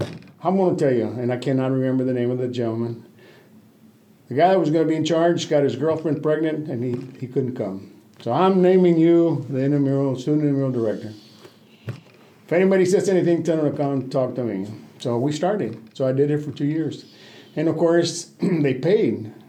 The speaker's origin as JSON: {"language": "English", "town": "Laredo", "region": "Texas", "country": "United States", "tie": "born or raised there", "said": "I was born and raised in Laredo, Texas."}